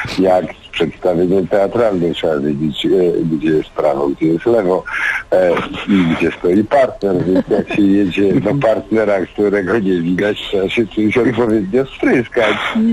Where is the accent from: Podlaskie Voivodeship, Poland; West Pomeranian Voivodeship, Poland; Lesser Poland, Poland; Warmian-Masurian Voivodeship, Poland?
Warmian-Masurian Voivodeship, Poland; Olsztyn; born there; bo ja się urodziłem w Olsztynie